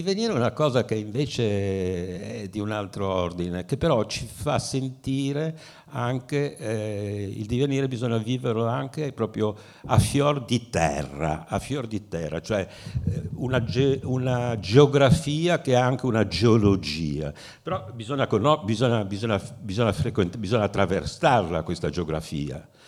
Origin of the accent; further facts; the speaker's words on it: Genoa, Liguria, Italy; siccome sono genovese di origine